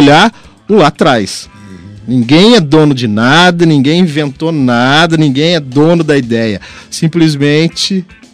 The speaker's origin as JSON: {"language": "Portuguese", "region": "São Paulo", "country": "Brazil", "said": "eu venho da região aqui do Vale do Paraíba, Taubaté, São José"}